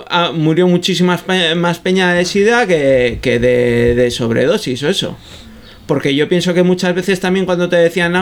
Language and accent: Spanish; Bilbao, Basque Country, Spain; yo que soy bilbaíno, me he criado entre Uribarri y Las Cortes, y que era donde tenía mi aita, el taller